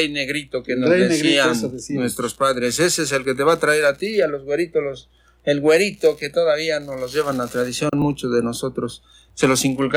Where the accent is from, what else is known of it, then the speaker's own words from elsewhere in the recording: San Baltasar, Campeche, Mexico; Nativo de San Baltasar, Campeche. 51 años viviendo en mi pueblo querido, que lo que viene siendo San Baltasar, Campeche, y no deja de ser un pueblo bastante bonito